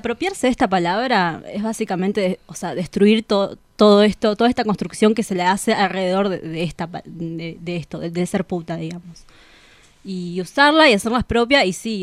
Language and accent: Spanish; Bolivia; now in Argentina; yo no soy argentina.